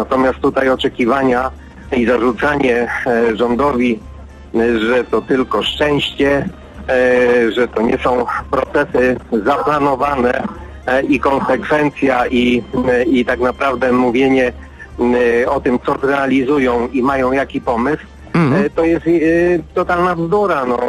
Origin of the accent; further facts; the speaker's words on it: Częstochowa, Silesian Voivodeship, Poland; Jestem częstochowianinem.